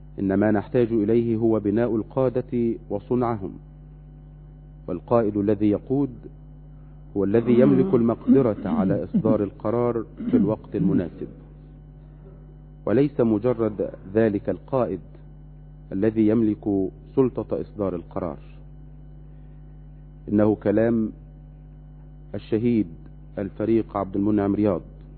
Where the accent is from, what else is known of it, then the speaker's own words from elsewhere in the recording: Egypt; أن تمنحنا وتمنح بلدنا مصر الأمن والأمان والسلم والسلام